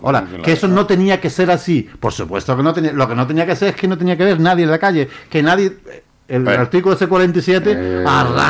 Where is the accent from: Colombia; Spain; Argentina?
Spain; lo que estamos vendidos es, somos los españoles.